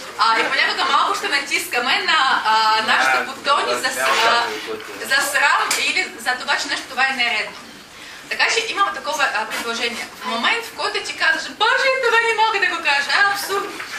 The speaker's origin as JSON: {"language": "Bulgarian", "country": "Russia", "second_language": "Bulgarian", "moved": "yes", "lives_now": "Bulgaria", "said": "Независимо, че съм от Русия, аз обожавам България, вярвам в нейното бъдеще"}